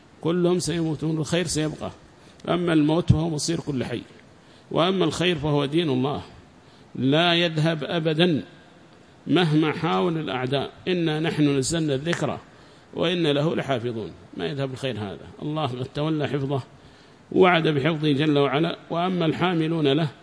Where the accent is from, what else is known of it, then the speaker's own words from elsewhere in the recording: Yemen; فمات عندنا في اليمن